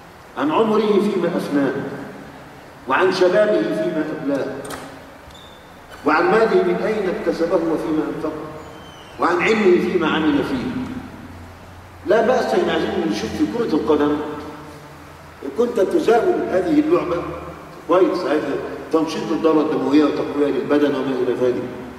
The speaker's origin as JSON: {"language": "Arabic", "country": "Egypt", "said": "عندنا في مصر"}